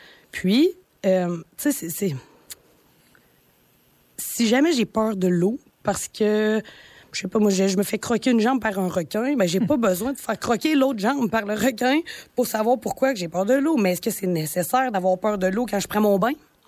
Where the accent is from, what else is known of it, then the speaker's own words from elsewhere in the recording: Val-d'Or, Quebec, Canada; c'est peut-être parce que je viens de Val-d'Or. Tu sais, à Val-d'Or, il y a beaucoup de mines. C'est un milieu minier.